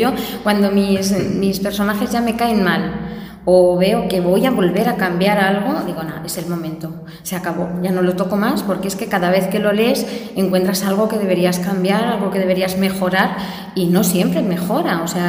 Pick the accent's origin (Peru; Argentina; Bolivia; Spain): Spain; Basque Country; mire, soy vasca, pero tampoco soy idiota.